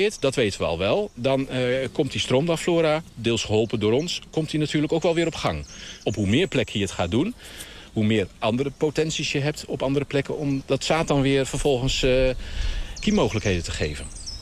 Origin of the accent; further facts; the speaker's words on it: Zwolle, Overijssel, Netherlands; Ja, ik ben Zwollenaar.